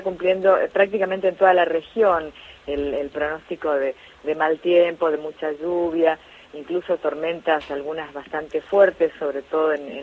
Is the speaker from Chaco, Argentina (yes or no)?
yes; Resistencia, Chaco, Argentina; nosotros que somos chaqueños, en mi caso, bueno, soy chaqueña, soy nacida en Resistencia